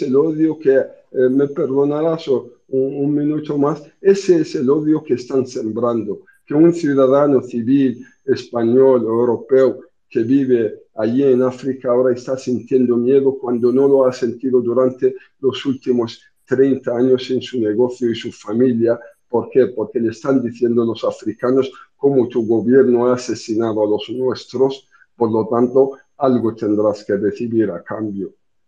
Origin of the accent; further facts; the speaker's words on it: Mauritania; me han contactado ciudadanos españoles que residen en mi país, en Mauritania, que es pacífica